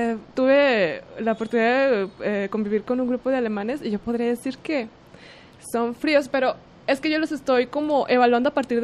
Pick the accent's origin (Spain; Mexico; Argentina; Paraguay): Mexico; a pesar de que somos mexicanas, pues cada una tiene sus rasgos muy particulares.